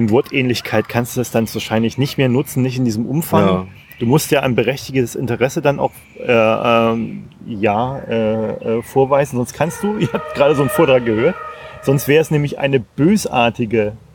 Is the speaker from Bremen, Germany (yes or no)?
yes; Bremen, Germany; Ich komme aus Bremen, ich sag's ja.